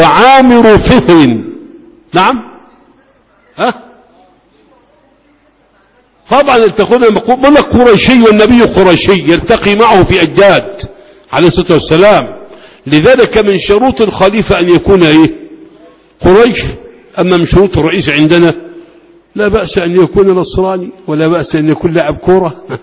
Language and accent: Arabic; Faqous, Sharqia Governorate, Egypt; كان يسكن بلدتي في هربيط مركز أبو كبير، ويأتي إلى بلدنا فاقوس